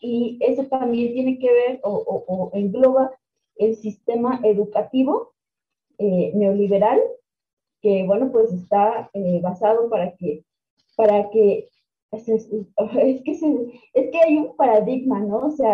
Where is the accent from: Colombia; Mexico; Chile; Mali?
Mexico; en mi país, hemos visto crisis tras crisis tras crisis tras crisis y no hemos salido y no hemos conocido otra cosa más que crisis. Entonces, y neoliberalismo, porque desde los 80s y 90s en México se ha instaurado una idea